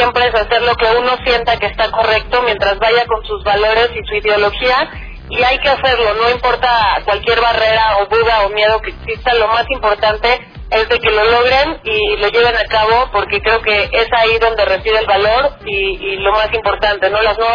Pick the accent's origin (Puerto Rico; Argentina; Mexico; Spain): Mexico; yo como mexicana